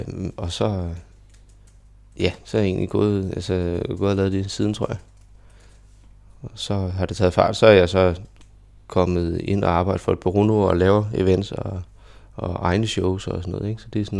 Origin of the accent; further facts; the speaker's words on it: Køge, Zealand, Denmark; Jeg er født og opvokset i Køge, og jeg har gået på to forskellige folkeskoler.